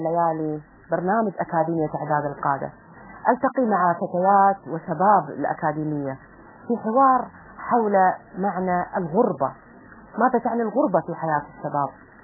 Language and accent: Arabic; Kuwait; وأنا من الكويت، وإحنا بعيدين عن الأوطان، بعيدين عن الأهل، بعيدين عن أقربائنا.